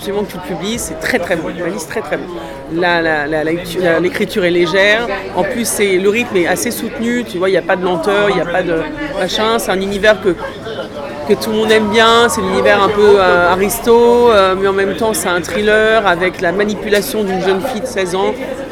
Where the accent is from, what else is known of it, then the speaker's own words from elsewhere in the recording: Paris, Île-de-France, France; Alors, évidemment, je suis parisienne.